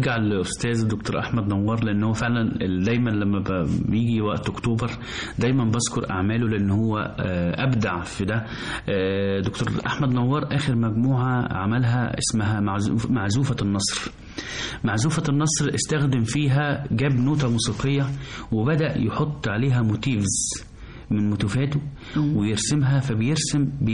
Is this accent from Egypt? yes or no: yes; Egypt; بجد الناس احنا كمصريين عندنا الاستقبال وحفاوة الاستقبال جميلة جدا